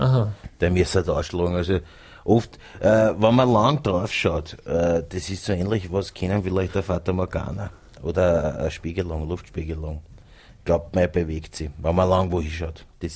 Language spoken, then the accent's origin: German; Vienna, Austria; ich sage immer auf gut Wiener, ich bin ein Wiener